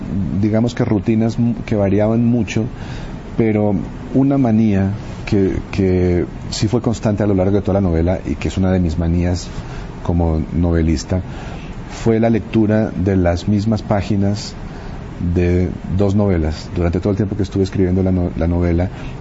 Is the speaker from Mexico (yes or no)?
no; Colombia; una suerte de hilo conductor de la historia del siglo XX en mi país, que comenzaba a principios de siglo con un momento de heroísmo, con la guerra contra el Perú